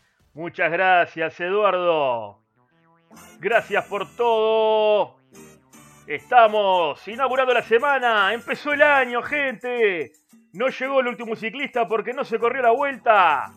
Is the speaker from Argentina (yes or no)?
no; Montevideo, Uruguay; born there; a mí me gusta porque nací en Barrio